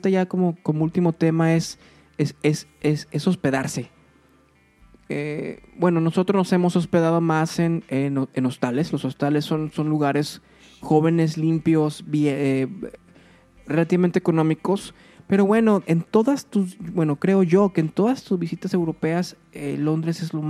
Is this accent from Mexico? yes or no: yes; Mexico; Nosotros como mexicanos, tal vez, no sé si escuchen desde otros países